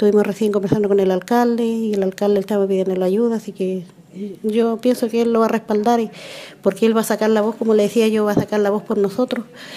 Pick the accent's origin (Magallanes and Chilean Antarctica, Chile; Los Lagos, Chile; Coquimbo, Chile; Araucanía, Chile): Los Lagos, Chile; Manquemapu; soy de Manquimapu.